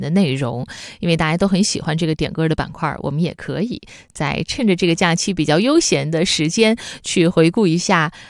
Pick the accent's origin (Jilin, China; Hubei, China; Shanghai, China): Hubei, China; Wuhan; 他说因为知道我是武汉人，一个有水的城市啊。